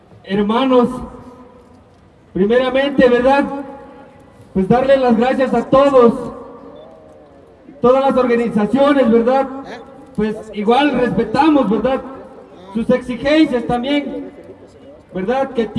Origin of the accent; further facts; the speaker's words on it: Mexico; Pues como mexicanos que somos, ¿verdad?, merecemos ese respeto primeramente